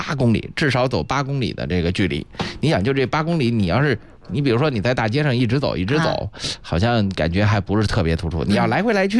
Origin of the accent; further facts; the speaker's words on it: Beijing, China; 在咱们北京人的生活当中